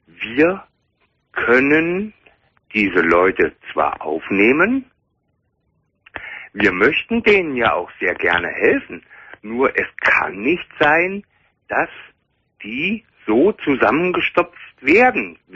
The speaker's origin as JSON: {"language": "German", "region": "Hesse", "country": "Germany", "said": "Ich komme aus Hessen und zwar aus Nordhessen"}